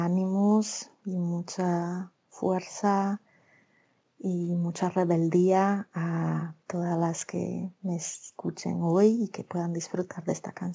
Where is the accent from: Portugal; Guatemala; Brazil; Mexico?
Brazil; Salvador, Bahia; Spanish is a second language; now in Santiago de Compostela, Spain; de Salvador de Bahía, Brasil, y habitante de Compostela desde hace un montón de años.